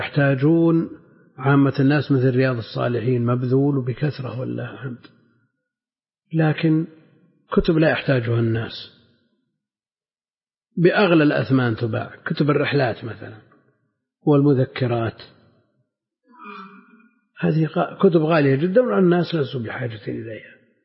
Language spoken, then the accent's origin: Arabic; Najd, Saudi Arabia; لا سيما عندنا في نجد أكثر يمكن حدود 10 نسخ